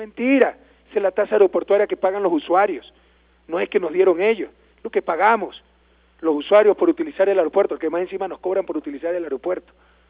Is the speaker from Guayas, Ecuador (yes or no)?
yes; Guayaquil, Guayas, Ecuador; nos quiere mucho mi ciudad natal y mi provincia natal, saben que lo que estamos haciendo es liberando a Guayaquil y Guayas